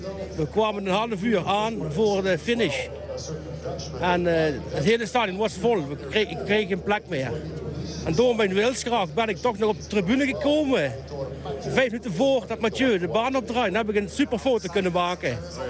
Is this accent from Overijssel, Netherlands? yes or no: no; Valkenburg, Limburg, Netherlands; Ik kom van Valkenburg.